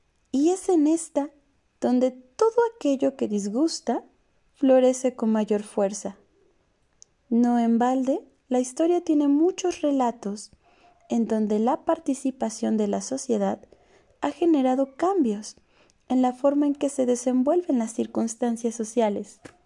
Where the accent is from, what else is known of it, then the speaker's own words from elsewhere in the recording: Mexico; Como sociedad mexicana, vivimos momentos de desencanto.